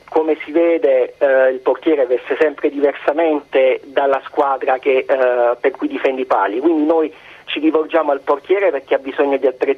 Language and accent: Italian; Taranto, Apulia, Italy; Siamo di Taranto, proprio Taranto città.